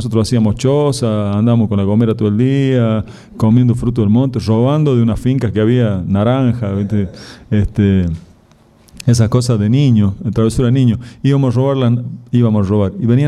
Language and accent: Spanish; La Rioja, Argentina; yo soy de La Rioja, nacido en La Rioja capital, me crié allá en La Rioja, en el barrio Facundo Quiroga, uno de los barrios que en esa época era de la periferia de La Rioja. Estaba mi casa y detrás de mi casa una acequia de riego y algarrobales